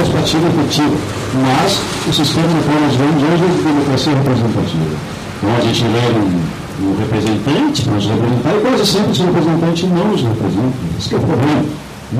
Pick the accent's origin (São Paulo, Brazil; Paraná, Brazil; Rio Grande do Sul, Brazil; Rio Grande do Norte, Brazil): Rio Grande do Sul, Brazil; Cachoeira do Sul; also born or lived in Porto Alegre; eu sou de Porto Alegre, me criei em Cachoeira, sou cachoeira de coração, na verdade.